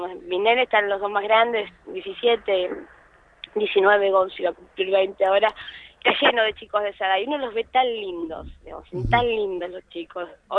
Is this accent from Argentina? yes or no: yes; Argentina; nuestra identidad como argentinos